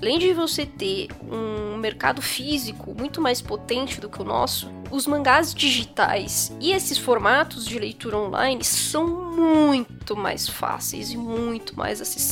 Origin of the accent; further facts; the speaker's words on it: Brazil; nós que somos brasileiros, acabamos sofrendo um pouco mais, porque, né, ninguém liga muito pra América Latina.